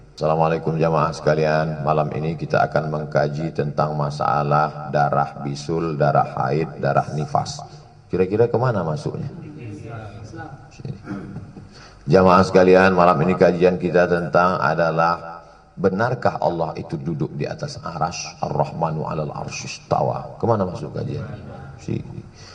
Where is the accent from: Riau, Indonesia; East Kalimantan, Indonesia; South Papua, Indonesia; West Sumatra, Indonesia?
Riau, Indonesia; saya orang Melayu dari Riau